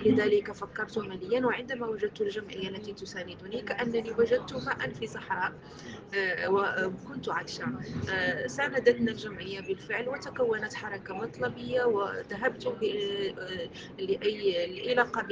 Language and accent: Arabic; Morocco; أنا من المغرب،